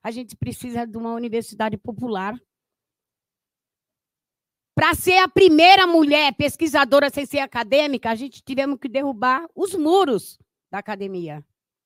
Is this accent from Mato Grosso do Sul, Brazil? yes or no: no; Santos, São Paulo, Brazil; Eu sou da Baixada Santista, sou de Santos